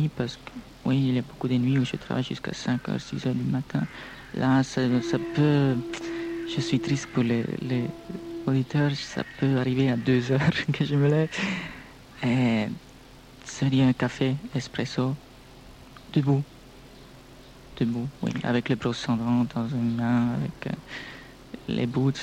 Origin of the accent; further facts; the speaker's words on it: Brussels, Brussels-Capital Region, Belgium; born there; on sent aussi que je ne viens pas de Paris, je viens de... Oui, je suis né à Bruxelles.